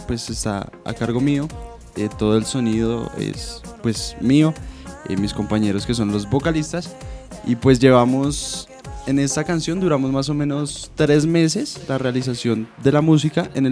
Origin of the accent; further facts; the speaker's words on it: Bogotá, Colombia; now in Soacha, Colombia; uno es de Cali, el otro es de Caldas y yo soy de Bogotá.